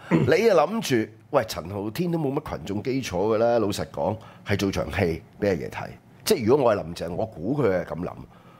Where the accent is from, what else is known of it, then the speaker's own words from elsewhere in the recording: Hong Kong; 我哋香港人部分人可能唔明，因為已經西化。